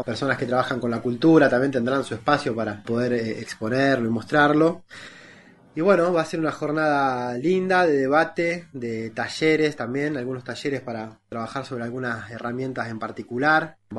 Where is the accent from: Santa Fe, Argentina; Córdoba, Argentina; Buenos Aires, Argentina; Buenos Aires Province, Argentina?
Córdoba, Argentina; Cosquín; soy de Cosquín y desde aquí estamos organizando el cuarto encuentro de la economía solidaria